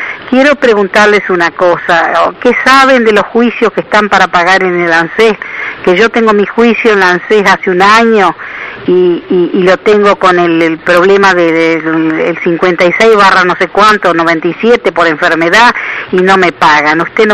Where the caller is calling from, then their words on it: Buenos Aires, Argentina; de Capital